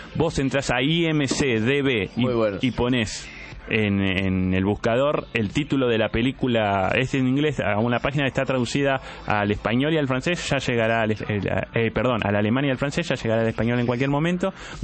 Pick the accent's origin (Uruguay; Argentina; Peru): Uruguay; Mirá que yo soy uruguayo, soy como los policiales, soy de pocas palabras.